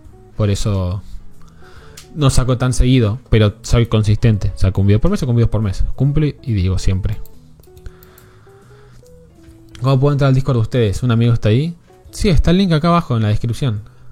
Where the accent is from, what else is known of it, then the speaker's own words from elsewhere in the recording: General Roca, Río Negro, Argentina; ¿De qué provincia sos? Río Negro, General Roca.